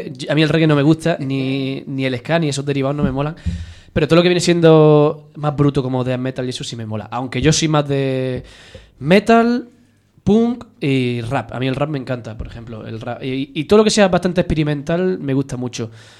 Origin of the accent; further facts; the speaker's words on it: Almería, Andalusia, Spain; Sevillano, sí. Aunque yo soy almeriense.